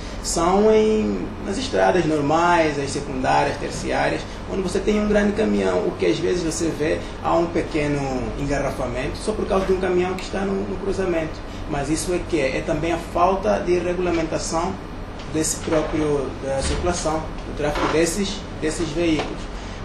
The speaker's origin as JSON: {"language": "Portuguese", "region": "Huambo", "country": "Angola", "said": "eu sou do AMBO, e o AMBO, ele tinha uma grande oportunidade de ser muito"}